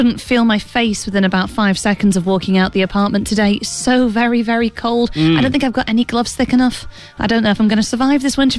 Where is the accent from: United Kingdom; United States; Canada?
United Kingdom; for me as a Brit